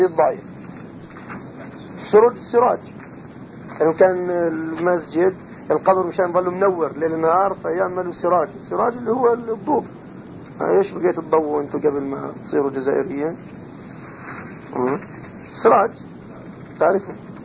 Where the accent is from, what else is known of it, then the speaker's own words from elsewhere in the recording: Jordan; أضرحة الصحابة عندنا في الأردن